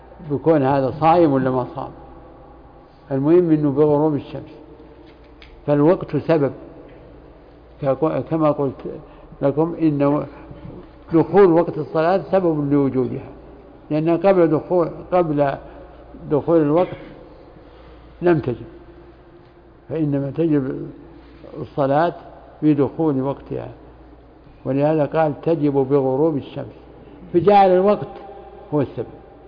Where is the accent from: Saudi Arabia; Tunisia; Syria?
Saudi Arabia; Riyadh, Riyadh Province; الآن زكاة الفطر عندنا في الرياض